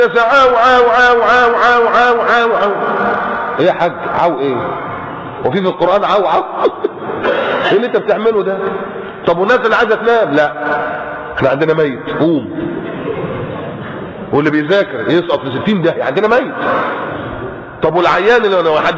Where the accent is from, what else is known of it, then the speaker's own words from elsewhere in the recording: Egypt; now in Qatar; الحمد لله انتم ما عندكوش الكلام ده من فضل الله هنا في قطر. عندنا في مصر بقى انصب شادر.